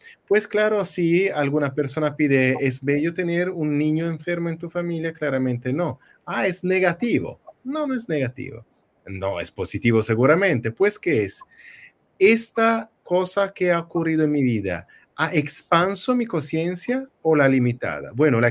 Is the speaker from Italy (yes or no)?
yes; Italy; Spanish is a second language; Bueno, yo soy italiano, soy perdonado.